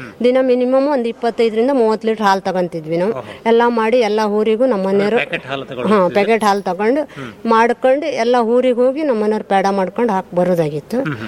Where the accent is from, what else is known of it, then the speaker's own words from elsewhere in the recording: Honnavar, Karnataka, India; ಹೊನ್ನಾವರದವರೇ sir. ನಾವು ಮೂಲತಃ ಅಂದ್ರೆ ನಮ್ಮನೆಯವರು ಅದ್ರ ಮುಂಚೆ ಎಲ್ಲ ಊರಲ್ಲಿ ಎಲ್ಲ ಬಾಡಿಗೆ ಇದ್ದಿದ್ರು. ಹೊನ್ನಾವರದಲ್ಲಿ ಬಾಡಿಗೆ ಇದ್ದಿದ್ರು. ನಾನು ಹೊನ್ನಾವರದವಳೆ ಮೂಲತಃ ತಾಯಿ ಮನೆ.